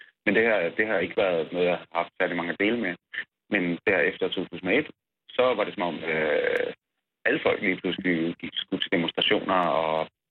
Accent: North Denmark Region, Denmark; jeg er vokset op i det mørkeste Nordjylland, i en lille provinsby

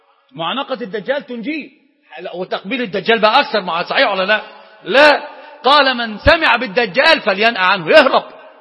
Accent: Iraq; طبعا دي مش مثل المفتاح عندنا في العراق من الإمام

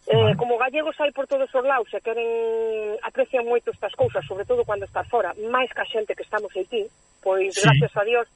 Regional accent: Vilar de Mondelo, Galicia, Spain; also born or lived in Switzerland; inda que son de nacimiento suiza, pois son gallega, pero con orgullosa que estou eu da miña terra, do meu idioma, da nosa comida, dos nosos paisajes, de todo, estou orgullosa.

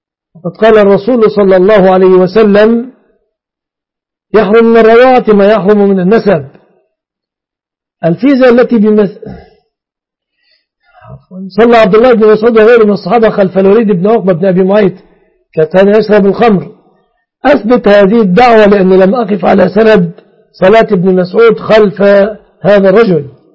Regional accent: Egypt; الجرة في بلادنا مصر البلاصي

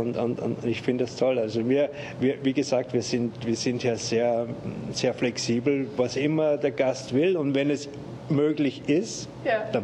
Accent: Austria; now in Germany; In Österreich, wo ich herkomme, ich war gerade letzten Sommer bei meiner Familie zu Hause

